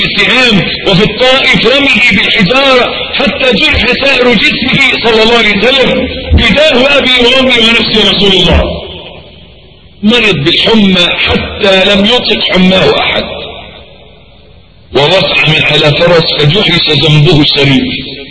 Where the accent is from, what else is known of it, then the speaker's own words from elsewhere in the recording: Egypt; عندنا في مصر معلش تلاقي راجل ميكانيكي